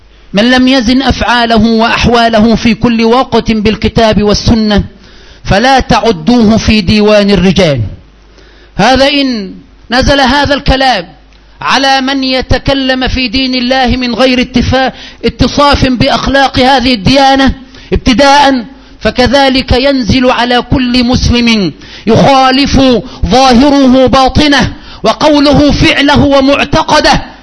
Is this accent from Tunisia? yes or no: no; Egypt; عندنا في مصر